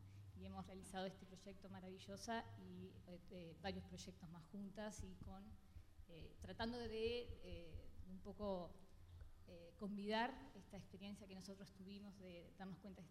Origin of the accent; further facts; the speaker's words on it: Uruguay; Yo en mi caso, que soy uruguaya, vivo en Uruguay, me formé en Uruguay.